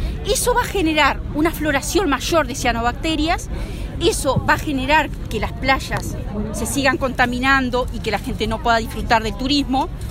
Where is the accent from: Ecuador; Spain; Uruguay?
Uruguay; como uruguayos que somos, no lo podemos permitir